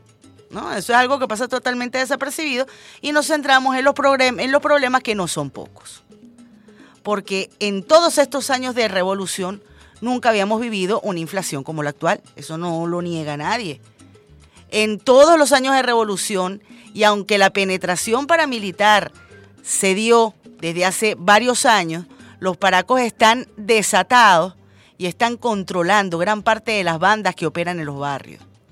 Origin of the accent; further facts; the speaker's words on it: Venezuela; vivimos en Venezuela sin distingo de raza, religión, partido político, todos y todas somos venezolanos